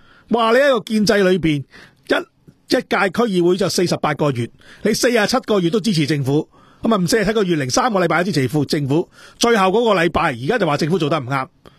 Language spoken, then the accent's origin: Cantonese; Dongguan, Guangdong, China; 特別我哋東莞人啊，即係我呢啲歷史我真係清清楚楚。